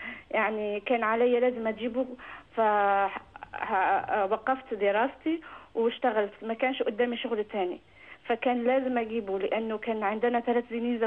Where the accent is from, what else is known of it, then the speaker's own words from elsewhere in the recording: France; Arabic is a second language; في نفس الوقت أنا من فرنسا وعندي مشاكل شوي في اللغة